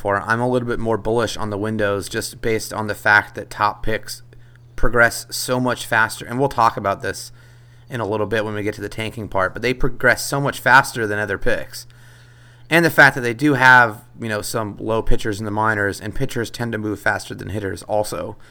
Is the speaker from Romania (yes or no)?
no; San Diego, California, United States; I hate to break it to you, but I grew up in San Diego